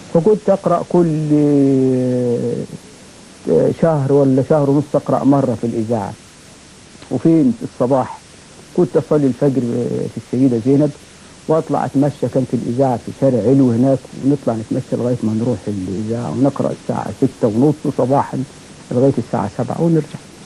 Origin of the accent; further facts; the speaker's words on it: Armant, Qena Governorate, Egypt; قلت لهم أنا والله من الصعيد من بلد اسمها أرملت محافظة قنا